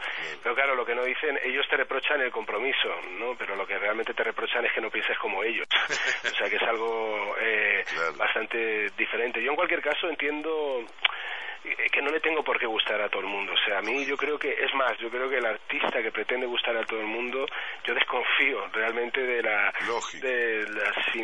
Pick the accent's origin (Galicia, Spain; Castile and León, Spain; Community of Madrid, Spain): Community of Madrid, Spain; Madrid; yo vivo en Madrid. Yo he nacido en Madrid, yo soy madrileño, muy madrileño.